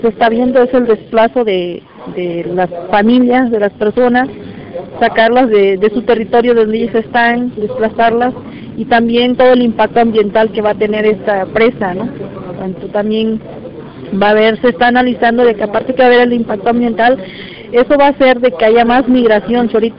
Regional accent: San Pedro Tututepec, Oaxaca, Mexico; Vengo de la costa de Oaxaca. Pertenezco a la Costa Grande, que es el municipio de San Pedro Tututepec.

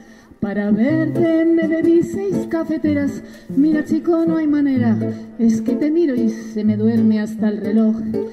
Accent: Region of Murcia, Spain; Y además soy de Murcia.

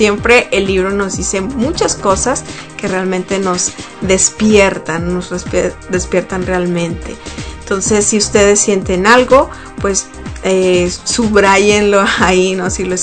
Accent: Sonora, Mexico; en México, de donde yo soy, del estado de Sonora, hace muchísimo calor.

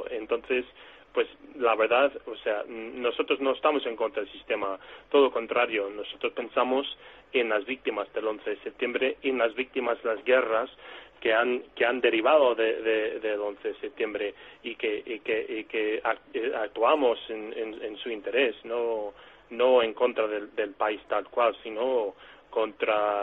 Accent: United States; Hombre, primero hay que decir, incluso siendo norteamericano, te pueden decir que eres antiamericano.

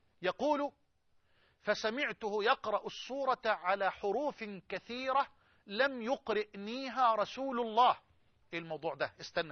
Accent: Egypt; يعني خده كده من الطوق بلغتنا كمصريين

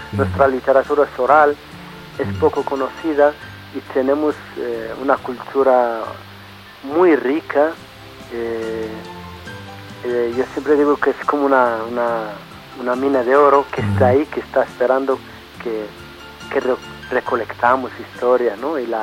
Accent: Western Sahara; also born or lived in Cuba; hablar del pueblo saharaui

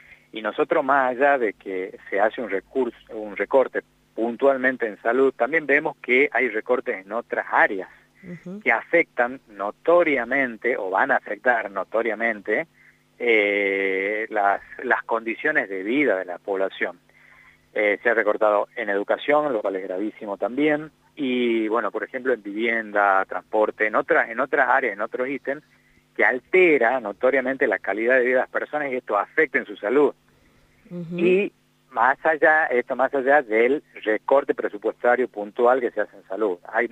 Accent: Tucumán, Argentina; casos graves que han sucedido acá en Tucumán, de donde soy yo, por supuesto

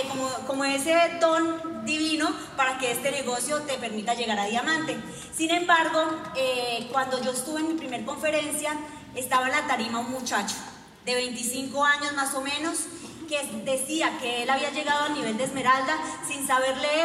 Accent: Moniquirá, Boyacá, Colombia; Fausto y yo nacimos en Moniquirá, Boyacá. Estamos a 5 horitas nada más de allá. Crecimos en rodeados de pollitos, gallinas, caballos, marranitos, somos hijos de personas campesinas, personas muy trabajadoras, y pues de ahí venimos Fausto y yo

